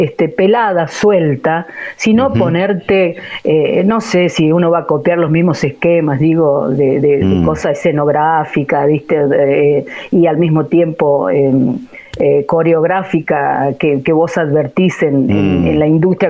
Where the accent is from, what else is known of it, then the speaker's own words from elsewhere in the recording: Catamarca, Argentina; also born or lived in San Juan; Soy catamarqueña.